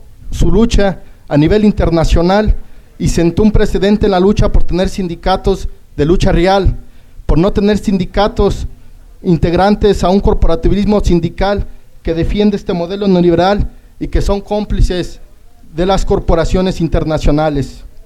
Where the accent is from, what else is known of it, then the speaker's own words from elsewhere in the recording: Tamaulipas, Mexico; Venimos del estado de Tamaulipas, de la región norte de nuestro país y del estado donde se encuentran ubicadas mayoritariamente las corporaciones internacionales, también conocidas como maquilas